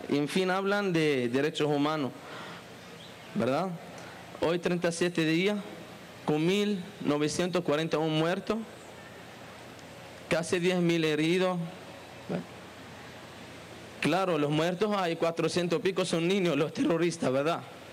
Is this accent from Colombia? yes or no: no; Palestine; palestino, condenamos energéticamente lo que está pasando en Palestina, los masacres que está pasando en mi pueblo.